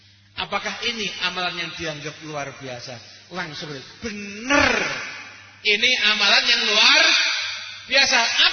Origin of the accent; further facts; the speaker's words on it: Surakarta, Central Java, Indonesia; Saya sebagai warga Solo, ya saya juga pernah hidup ada di luar kota dan juga pernah mondok di tempat di luar kota